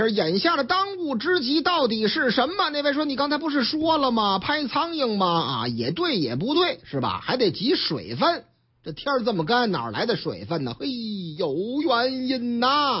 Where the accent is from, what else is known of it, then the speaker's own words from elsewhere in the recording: Northeast China, China; 尤其典型的就是我老家东北三省部分地方数据造假之风太厉害了